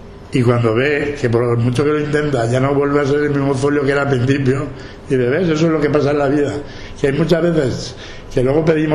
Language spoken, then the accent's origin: Spanish; Valencian Community, Spain; mi pueblo estaba bajo el agua. Paiporta, Sedaví, Alfafar, Catarroja, Masanasa, Parque Alcosa, Albal, Torrente, Picaña.